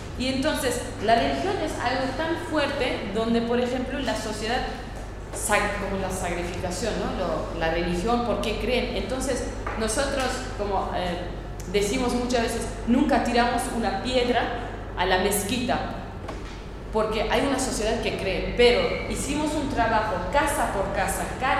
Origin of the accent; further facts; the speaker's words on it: Northern Kurdistan, Turkey; Spanish is a second language; vivimos en las fronteras, nos dividieron entre Irán, Irak, Siria y Turquía. Somos gente de la frontera. Y somos, yo soy parte de Turquía, no soy, es el norte de Kurdistán. Soy, a nosotros lo nombran como los turcos de las montañas.